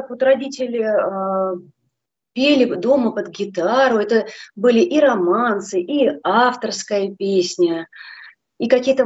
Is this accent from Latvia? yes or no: no; Sergiev Posad, Moscow Oblast, Russia; Родилась в Сергиевом Посаде. Я думаю, что слушатели многие знают, что это такой центр православия, где покоится в лавре мощи преподобного Сергия Радонежского.